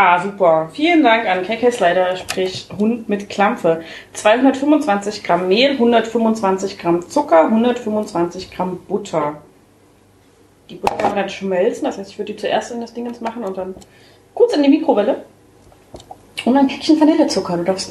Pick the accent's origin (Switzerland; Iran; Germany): Germany; East Germany; Aber so ist das halt bei uns in der DDR gewesen, ne?